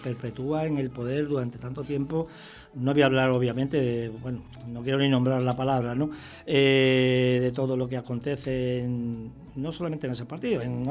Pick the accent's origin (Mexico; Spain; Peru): Spain; Extremadura; now in Canary Islands, Spain; yo digo que soy un extremeño canarizado, ¿no? O al contrario, podría decir que soy un canario extremeñizado